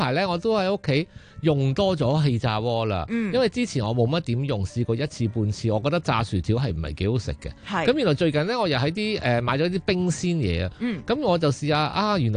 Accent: China; 喂，咁我哋中国人食嗰啲咩禾虫啊

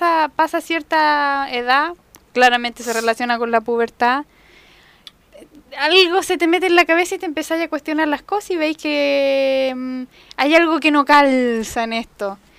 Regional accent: Nos, Santiago Metropolitan Region, Chile; nacida y criada en Nos hace 31 años, casi 32.

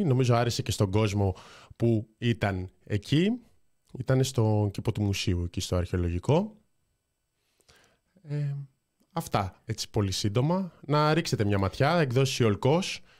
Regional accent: Thessaloniki, Central Macedonia, Greece; μετά είμαστε από Θεσσαλονίκη, οπότε θα είμαστε Θεσσαλονίκη

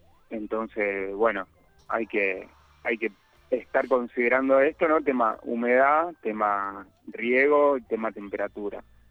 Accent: San Esteban, Córdoba, Argentina; que somos acá de San Esteban, que no nos queda otra que ir a Capilla del Monte

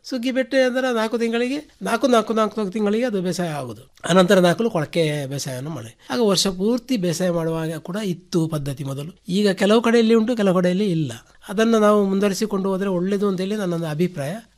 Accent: Puttur, Karnataka, India; ಬೇಕಾದಲ್ಲಿ ಯಾರಾದರೂ ಹತ್ತಿರ ಇದ್ದರೆ ನಮ್ಮ ಊರ ಪುತ್ತೂರು ತಾಲೂಕಿನ ಆಸ್ಪಾಸಿನಲ್ಲಿ ಎಲ್ಲಿ ಇದ್ದರೂ ನಾವೇ ಮಾಡಿಕೊಡುವಂಥ ವ್ಯವಸ್ಥೆಯನ್ನು ಖಂಡಿತ ಮಾಡ್ತೇವೆ

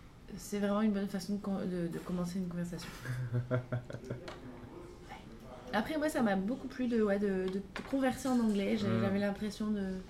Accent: Pau, Nouvelle-Aquitaine, France; En plus, je viens de Pau, donc ça souvent me fait la blague.

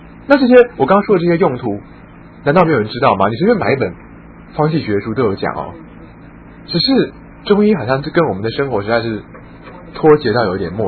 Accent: China; 那真正心肺我们中国人要什么？

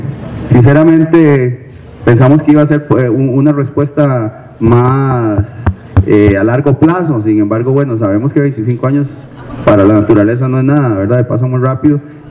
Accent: Turrialba, Cartago, Costa Rica; vengo de Costa Rica, de un pueblo que se llama Turrialba

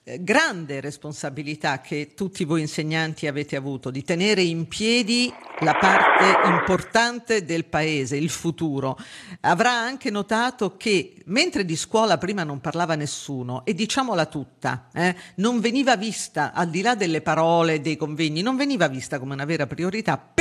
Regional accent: Sabaudia, Lazio, Italy; lei è di Latina, io pure sono di Sabaudia

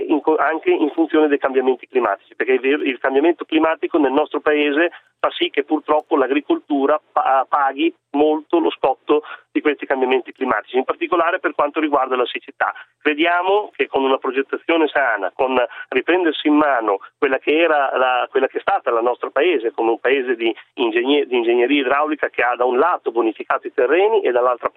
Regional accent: Emilia-Romagna, Italy

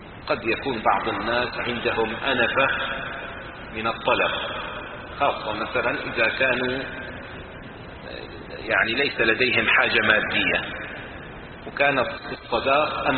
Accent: Syria; مثلا عندنا في سوريا كان الدولار مثلا 50 ليرة

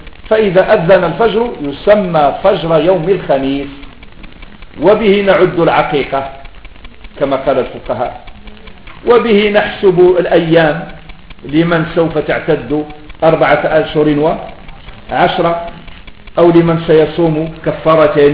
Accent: Morocco; هذه كلمة ما تستخدم عندنا في المغرب

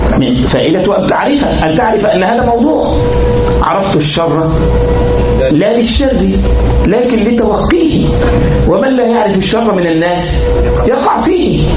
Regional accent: Egypt; طبعا حلوان مدن كثيرة في عندنا في مصر،

